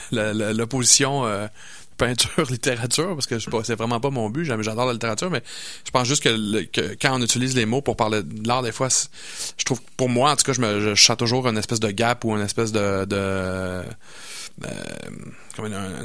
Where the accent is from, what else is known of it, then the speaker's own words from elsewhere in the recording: Montreal, Quebec, Canada; now in Quebec City, Canada; Je trouve ça super drôle parce que moi, je suis originaire de Montréal.